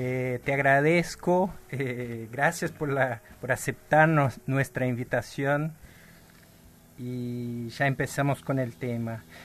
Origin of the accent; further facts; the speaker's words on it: Brazil; Spanish is a second language; Como brasileño es muy difícil decir Ayotzinapa.